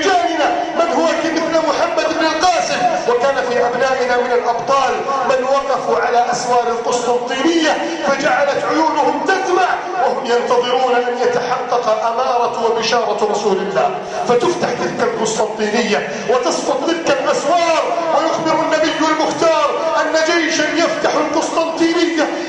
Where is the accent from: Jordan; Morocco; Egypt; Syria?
Egypt; اللهم إنا نسألك أن تجعل بلادنا مصر سخاء رخاء أمنا أمانا